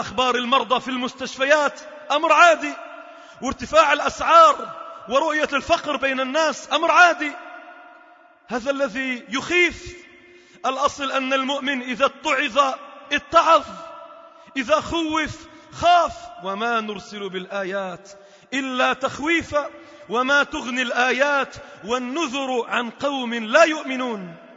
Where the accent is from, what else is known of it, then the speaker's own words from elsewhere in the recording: Lebanon; إذا ابتلاءات مصبوبة على الأمة عموما وعلى بلدنا لبنان خصوصا